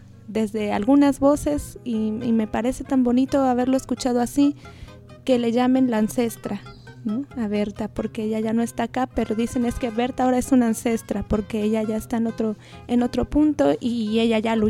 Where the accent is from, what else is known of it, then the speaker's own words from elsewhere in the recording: Mexico; De repente como mexicanos nos sentimos también lejos de los vecinos